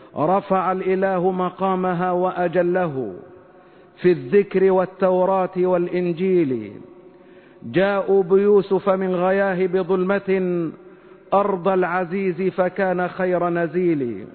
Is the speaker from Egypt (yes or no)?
yes; Egypt; نسأل الله تبارك وتعالى أن يحفظ بلادنا مصر من كل مكروه وسوء.